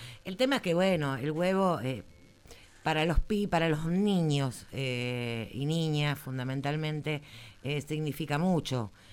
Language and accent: Spanish; Buenos Aires, Argentina; yo, por ejemplo, que soy de Barracas